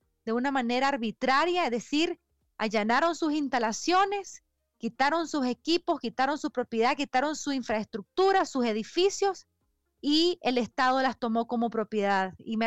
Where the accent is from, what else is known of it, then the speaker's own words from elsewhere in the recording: Nicaragua; nuestro llamado como familiares de personas presas políticas y como nicaragüenses es a hacer un alto a la represión